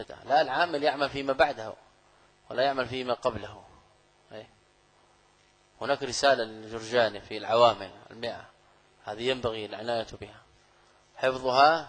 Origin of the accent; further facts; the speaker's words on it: Saudi Arabia; أنا لست من أهل مصر. تسأل أهل البلد، هذا من غرائب بعض الطلاب سبحان الله. يعني أنا قادم من السعودية